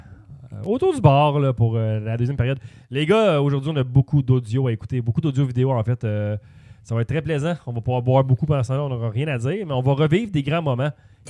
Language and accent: French; Montreal, Quebec, Canada; Moi, je viens de Pointe-Saint-Charles.